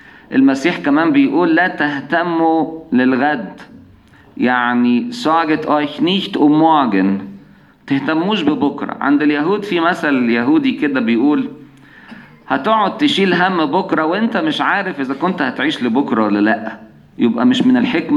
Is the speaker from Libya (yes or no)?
no; Egypt; كنت أعرف خدام عندنا في مصر